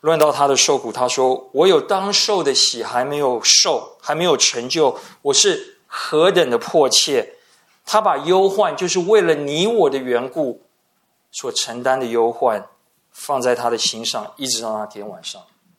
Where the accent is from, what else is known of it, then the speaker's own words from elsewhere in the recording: Taiwan; 匍匐在地，直接翻译就是脸掉在地上，脸贴在地上。我台湾人可能会说吃土。